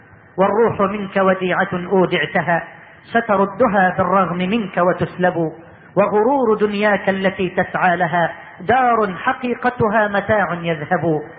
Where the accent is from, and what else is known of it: Egypt